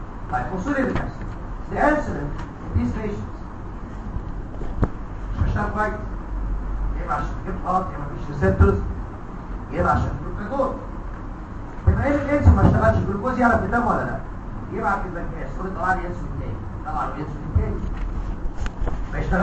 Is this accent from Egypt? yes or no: yes; Egypt; اتربى في احضاننا في مصر الحبيبه